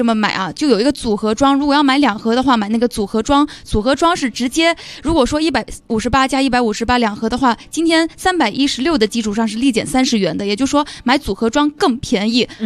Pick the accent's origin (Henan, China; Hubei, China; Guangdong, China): Guangdong, China; 其实我是广东人嘛，之前大家都知道啊。其实广东人，尤其我是属于那种客家人，我们是有一个习俗叫做每年的中秋节会上摆上柚子啊，然后花生啊、月饼啊，先敬月光。